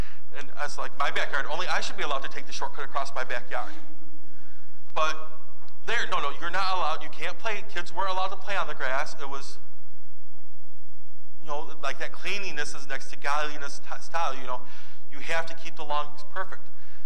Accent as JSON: {"language": "English", "town": "Holland", "region": "Michigan", "country": "United States", "tie": "born or raised there", "also_born_or_lived": "Grand Rapids", "said": "I grew up in Holland, in West Michigan, Holland, Grand Rapids, the areas I grew up in. Is a heavily Dutch Reformed background."}